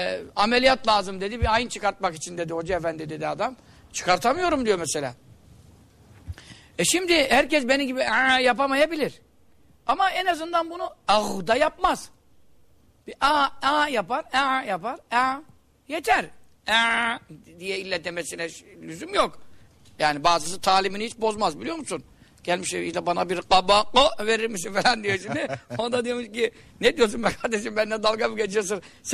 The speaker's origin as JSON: {"language": "Turkish", "town": "Görele", "region": "Giresun", "country": "Turkey", "said": "Bizim hemşerimiz, biz de Göreliyiz."}